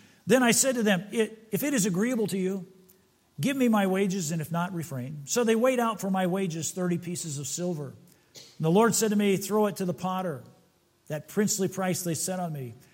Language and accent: English; Fort Wayne, Indiana, United States; born there; I was born in Fort Wayne, Indiana.